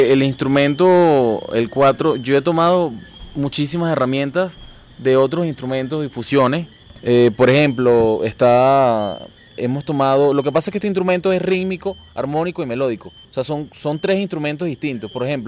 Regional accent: Puerto Ordaz, Bolívar, Venezuela; yo soy de Puerto Ordaz, comienzo a los 12 años con el 4, ¿no? Empiezo a ejecutarlo desde Puerto Ordaz

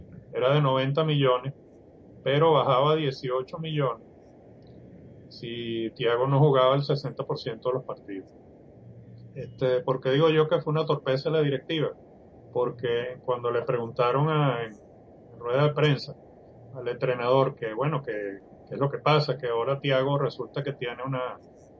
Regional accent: Venezuela; tanto Iván como yo somos venezolanos

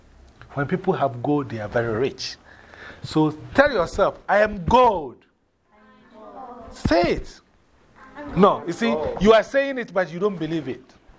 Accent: Ghana; English is a second language; You know, I remember I told you I'm from Ghana, right? Who remembers the former name of my country?

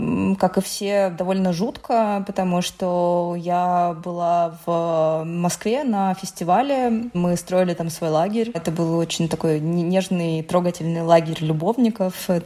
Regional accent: Donetsk, Donetsk Oblast, Ukraine; moved away as an adult; Да, я из Украины, и, собственно говоря, сейчас опыт войны меня нагнал во второй раз, потому что я из Донецка, и переехала я в Москву, собственно, именно тогда, когда началась война. Когда началась война, я была беременна, я переехала сначала в Запорожье, родила там дочь, и потом переехала в Москву

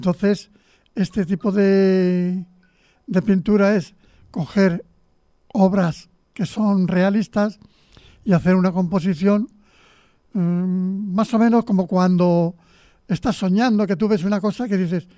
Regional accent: Escalona, Castilla-La Mancha, Spain; un artículo sobre Escalona, que es mi pueblo

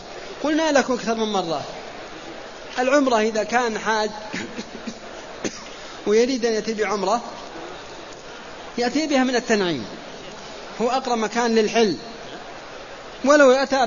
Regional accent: Saudi Arabia; نحن وحنا سعوديين الآن

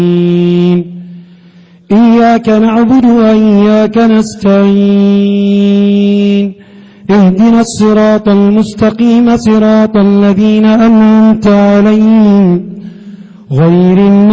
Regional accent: Libya; اللهم من أراد بلادنا ليبيا بسوء

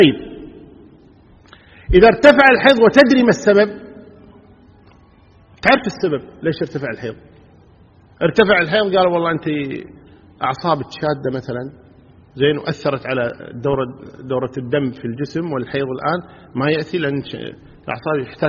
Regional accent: Kuwait

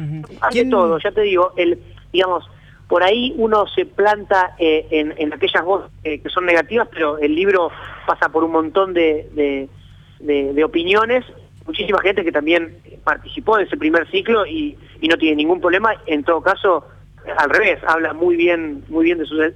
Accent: La Plata, Buenos Aires Province, Argentina; Sobre todo nosotros que somos platenses, ¿no? Que nos gusta saber sobre todo lo que pasó acá

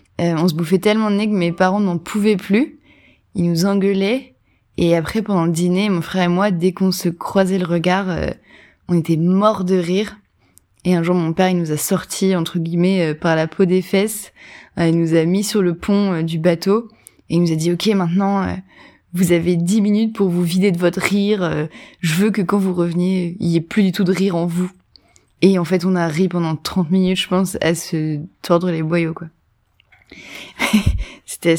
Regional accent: Hauts-de-France, France; now in Paris, France; je viens du Nord-Pas-de-Calais, j'ai grandi dans le Nord à peu près toute ma vie. J'habite à Paris maintenant

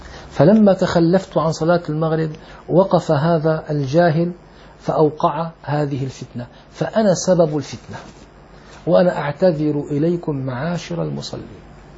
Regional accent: Damascus, Damascus Governorate, Syria; أنا كان عمري تقريبا 18 سنة، دخلت إلى مسجد عندنا في دمشق

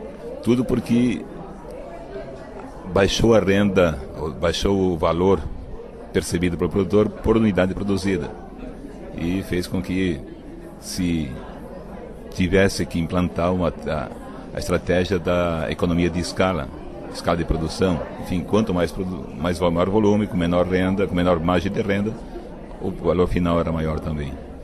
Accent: Timbó, Santa Catarina, Brazil; Eu nasci em Timbó, plantando arroz desde pequeno. Eu cresci plantando arroz

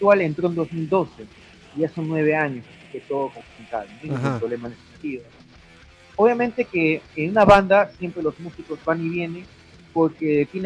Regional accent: Peru; obligatoriamente pues somos de Perú.

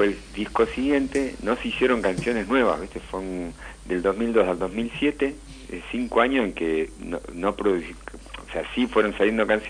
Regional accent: Bernal, Buenos Aires Province, Argentina; Yo soy de Bernal, viví 15 años en Capital y hace un poco más de un año que volvimos para acá con la fría. Un poquito más verde, más tranqui, muy lindo.

